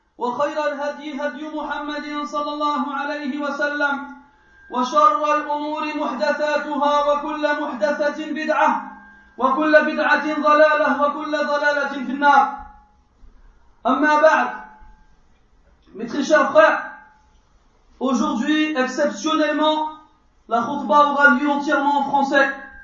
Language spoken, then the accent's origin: French; France; Je suis né en France. Je suis né en France. Et depuis la maternelle jusqu'à l'université, j'ai étudié en France.